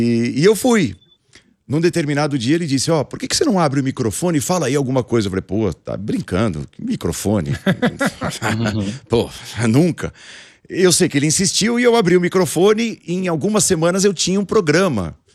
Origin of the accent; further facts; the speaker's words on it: São Caetano do Sul, São Paulo, Brazil; no ABC, uhum, né? De onde eu venho. É, eu sou de São Caetano. Na verdade, eu sou nascido em São Paulo, mas minha mãe, por exemplo, mora até hoje em São Caetano.